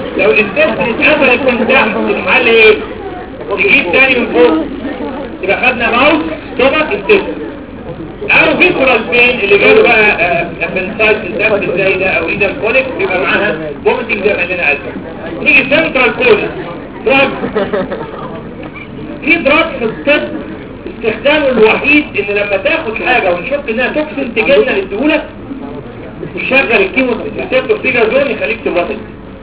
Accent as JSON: {"language": "Arabic", "region": "Upper Egypt", "country": "Egypt", "said": "انا موجود في بني سويف كما استاذتي دكتوره زينه ابراهيم مواليد نفس البلد بني سويف. انا صعيدي"}